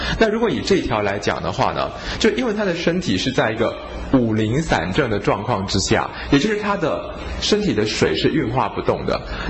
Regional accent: China; 我们中国人推扩的比较少。因为我们中国人会用病机的角度去思考

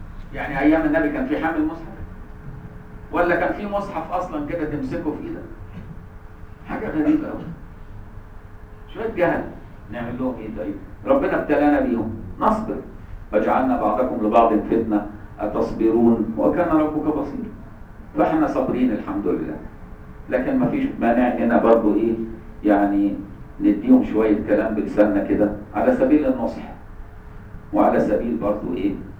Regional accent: Egypt; احنا عندنا في مصر دي عيبة قوي

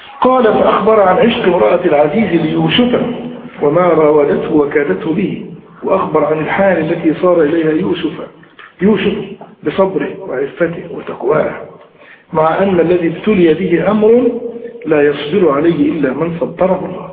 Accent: Egypt; عندنا في مصر الأمر ده الحمد لله يكاد يكون نادرا

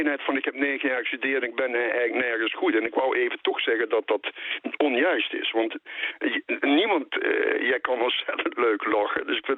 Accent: Eijsden, Limburg, Netherlands; born there; ik ben dus een halve Belg, want ik ben in IJsden geboren. En als ik mijn voet over de spoorlijn zet, zat ik in België.

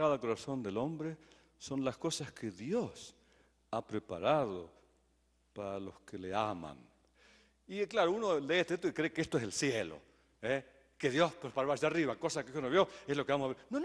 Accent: Argentina; now in Guatemala; En vez de ser guatemalteco, soy argentino, pero no tengo la culpa, que yo nací allá

